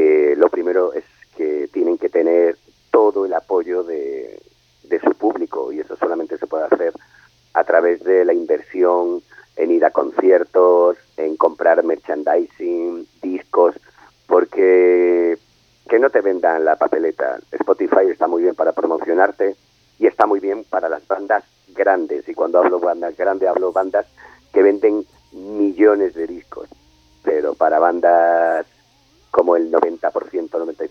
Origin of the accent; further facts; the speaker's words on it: Spain; Sí, pero bueno, somos españoles, en eso... Eso es lo nuestro.